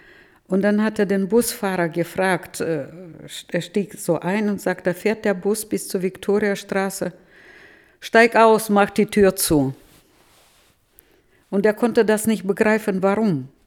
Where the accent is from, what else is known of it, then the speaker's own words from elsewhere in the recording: Novotroitsk, Orenburg Oblast, Russia; German is a second language; now in Germany; Und ich komme aus Novotroiz, das sind nur 20 Kilometer Differenz.